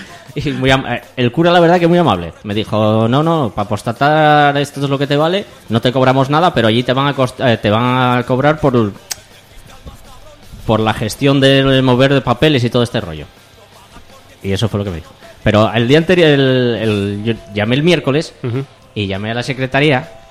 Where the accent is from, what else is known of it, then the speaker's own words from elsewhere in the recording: Gijón, Asturias, Spain; No, soy de Gijón. Ah, no estás muy lejos.